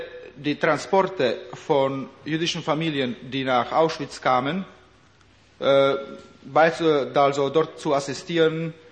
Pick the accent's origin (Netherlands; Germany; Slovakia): Slovakia; Und ich bin zurückgekehrt in meine Heimat, nach der Slowakei.